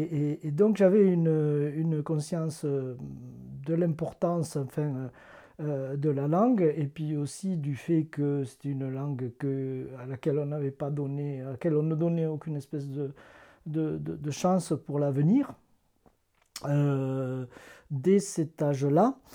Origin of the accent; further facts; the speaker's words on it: Albi, Occitanie, France; je suis originaire, donc là nous sommes à Limousin, mais je suis originaire d'Albi, dans le temps, donc culturellement du Languedoc, quoi. Et moi j'ai été en contact avec la langue, avec l'occitan, lorsque j'étais enfant.